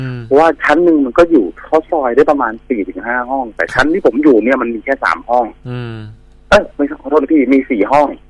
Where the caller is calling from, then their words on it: Phra Pradaeng, Samut Prakan, Thailand; พระประแดงพี่เดี๋ยวนี้ผมนอนออฟฟิศครับ